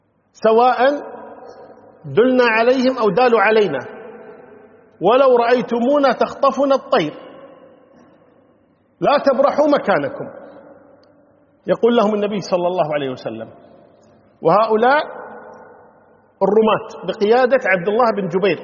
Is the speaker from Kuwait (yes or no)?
yes; Kuwait; يعني عندنا في الكويت معروف مثلا نتكلم نقول حرام ها زرام